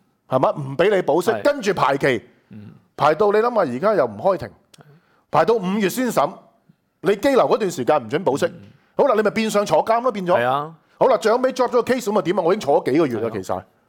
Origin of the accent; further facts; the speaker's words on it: Hong Kong; 而家你叫我哋香港人企埋一齊同你抗疫